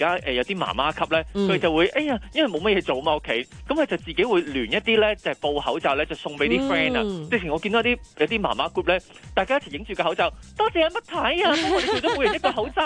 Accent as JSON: {"language": "Cantonese", "country": "Hong Kong"}